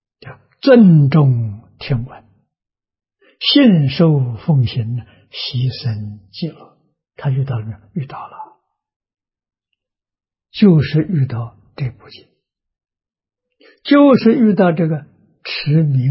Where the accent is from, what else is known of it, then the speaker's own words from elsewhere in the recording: China; 我们中国人一定是保持身与意像莲花一样